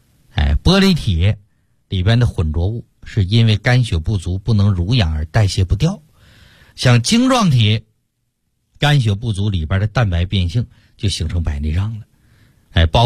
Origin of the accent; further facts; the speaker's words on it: China; 因为我们中国的中医学它是哲学范畴的智慧